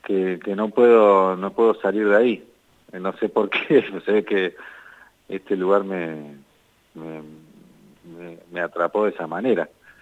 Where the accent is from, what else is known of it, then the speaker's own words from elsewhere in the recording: General Pico, La Pampa, Argentina; estamos acá en la provincia, anoche tocamos en Pico, uh-huh. Acá en mi ciudad natal